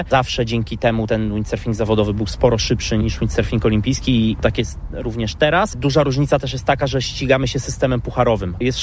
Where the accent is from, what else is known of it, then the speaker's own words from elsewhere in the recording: Słupsk, Pomeranian Voivodeship, Poland; Jestem ze Słupska, wiadomo, to jest sport absolutnie numer jeden.